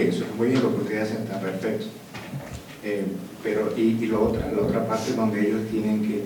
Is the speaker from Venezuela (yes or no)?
yes; Venezuela; yo vengo de Venezuela, conozco algo de indígena un poquito